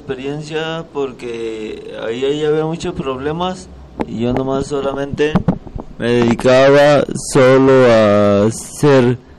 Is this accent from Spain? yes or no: no; Mexico; Porque yo soy mexicano y no sé por qué me aventaron a El Salvador.